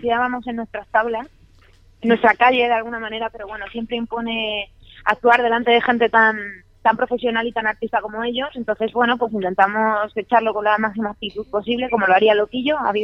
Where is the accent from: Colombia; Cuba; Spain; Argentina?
Spain; Madrid, Community of Madrid; yo soy de Arganzuela, aunque actualmente resido en Usera